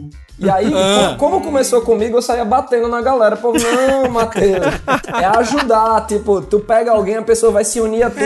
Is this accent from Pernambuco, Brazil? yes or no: yes; Recife, Pernambuco, Brazil; Eu sou de 88 e sou de Recife, Pernambuco.